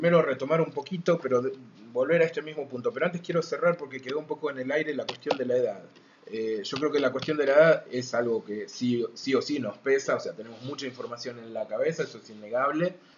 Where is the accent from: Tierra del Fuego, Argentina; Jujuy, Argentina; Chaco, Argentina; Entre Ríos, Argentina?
Tierra del Fuego, Argentina; Ushuaia; nosotros venimos de Ushuaia